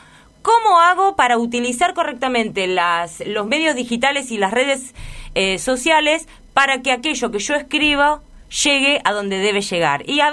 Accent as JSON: {"language": "Spanish", "town": "Necochea", "region": "Buenos Aires Province", "country": "Argentina", "lives_now": "La Plata, Argentina", "said": "yo soy de Necochea, pero la queremos. Ya la hemos adoptado como nuestra"}